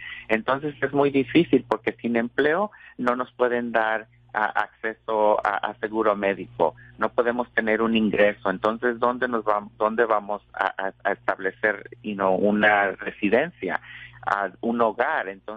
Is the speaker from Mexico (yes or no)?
yes; Mexico; moved away